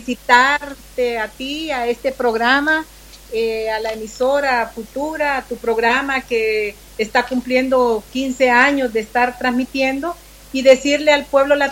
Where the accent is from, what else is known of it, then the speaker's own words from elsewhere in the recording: Honduras; como hondureñas y como hondureños debemos de defender nuestra independencia, uh-huh, nuestra nacionalidad.